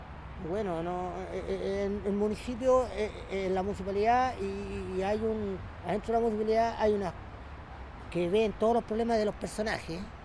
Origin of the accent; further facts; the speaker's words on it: Valparaíso, Chile; yo tengo un reconocimiento como un personaje público aquí en Valparaíso. Porque estoy hablando de Valparaíso y no hablo de Viña, soy de Portales. De aquí de Portales soy yo.